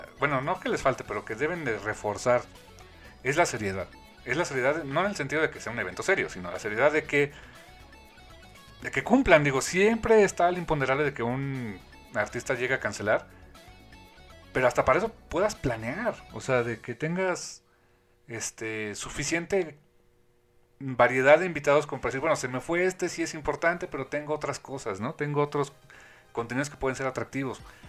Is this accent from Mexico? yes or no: yes; Veracruz, Mexico; Por ejemplo, yo soy de Veracruz.